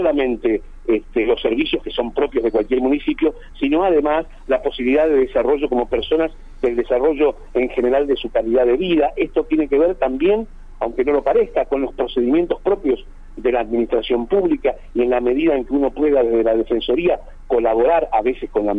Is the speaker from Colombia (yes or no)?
no; Buenos Aires Province, Argentina; now in General Roca, Argentina; No, yo soy de Buenos Aires.